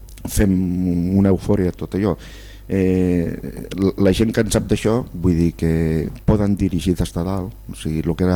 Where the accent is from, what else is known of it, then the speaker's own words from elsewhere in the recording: Barcelona, Catalonia, Spain; born there; Vinc d'un silenci, que sóc nascut al Centre Històric de Barcelona.